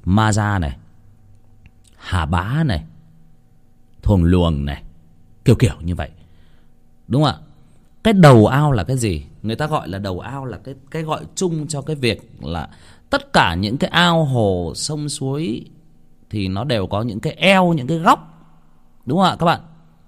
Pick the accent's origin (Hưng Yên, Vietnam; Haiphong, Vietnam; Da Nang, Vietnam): Hưng Yên, Vietnam; tôi có đến một cái vùng ở quê tôi Hưng Yên, tôi có đi chơi theo mấy anh con nhà bác dẫn đi chơi sang cái làng đó